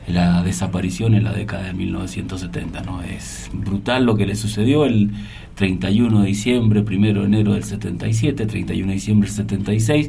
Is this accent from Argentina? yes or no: yes; Argentina; necesitamos, creo, como argentinos